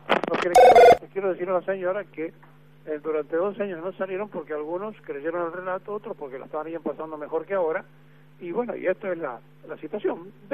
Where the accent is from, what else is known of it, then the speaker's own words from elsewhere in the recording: Argentina; como los argentinos somos individualistas, nos pasa lo que nos pasa.